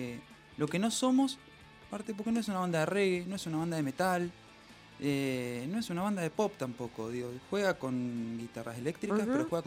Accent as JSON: {"language": "Spanish", "region": "Entre Ríos", "country": "Argentina", "tie": "born or raised there", "said": "a Entre Ríos, me acuerdo que presentarlo allá fue todo para mí personalmente, porque fue volver a mi pueblo con una banda que..."}